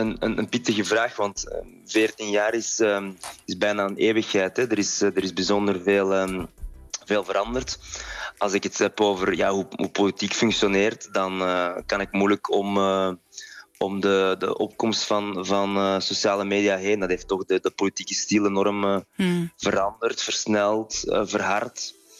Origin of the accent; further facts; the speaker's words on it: Flanders, Belgium; Voor mij als jonge Vlaamse politicus was dat een ontdekking.